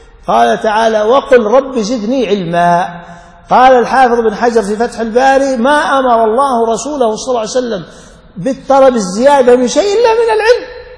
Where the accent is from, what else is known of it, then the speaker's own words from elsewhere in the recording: Saudi Arabia; عندنا في السعودية بالميلادي، عفوا بالهجري